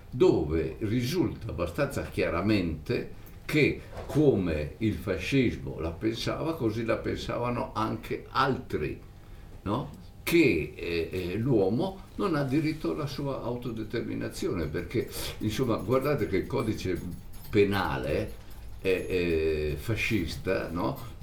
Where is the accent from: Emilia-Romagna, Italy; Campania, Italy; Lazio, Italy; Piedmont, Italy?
Emilia-Romagna, Italy; Reggio Emilia; born there; anch'io sono nato a Reggio Emilia